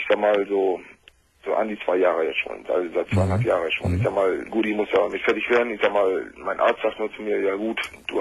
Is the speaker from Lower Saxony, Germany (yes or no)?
yes; Lower Saxony, Germany; Und ich habe mich vom Dorf zurückgezogen, also normalerweise komme ich aus Friesland.